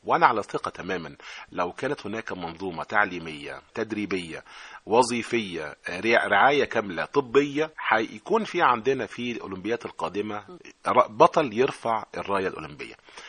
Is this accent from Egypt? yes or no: yes; Egypt; زي احنا كده عندنا في مصر المدارس الصناعية